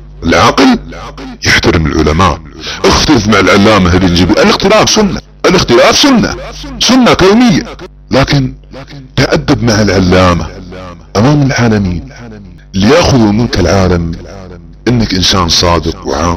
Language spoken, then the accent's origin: Arabic; Saudi Arabia; بعض الدعاة عندنا في السعودية